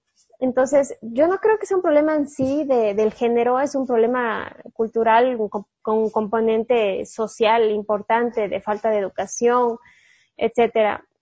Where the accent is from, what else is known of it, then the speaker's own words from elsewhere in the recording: Cuenca, Azuay, Ecuador; yo crecí como católica, muy católica, soy cuencana